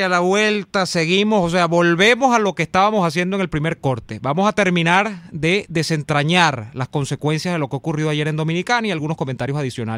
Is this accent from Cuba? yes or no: no; Venezuela; como ciudadano venezolano español